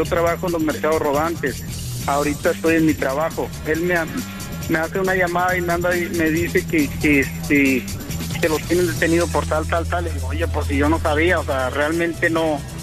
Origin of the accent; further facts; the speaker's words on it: Mexico City, Mexico; Yo soy originario del Distrito Federal de México.